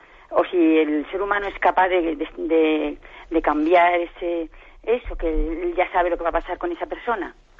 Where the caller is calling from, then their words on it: Móstoles, Community of Madrid, Spain; de Móstoles. Mire, le quería hacer una pregunta.